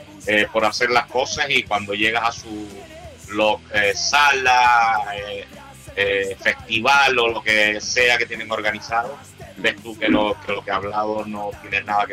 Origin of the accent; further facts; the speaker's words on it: Peñabaja, Spain; una parte que me afecta a mí, que es en mi pueblo, en Peñabaja